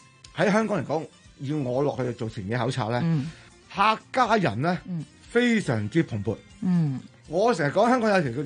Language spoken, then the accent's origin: Cantonese; Dongguan, Guangdong, China; 東莞就是我是東莞人啦